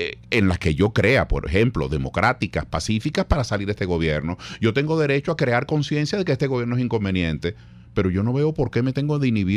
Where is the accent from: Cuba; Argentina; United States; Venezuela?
Venezuela; Porque nosotros los civiles, en fin de cuentas, civiles somos. Somos venezolanos igual.